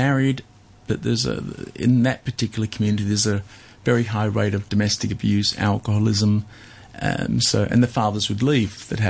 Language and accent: English; Australia; I grew up in Australia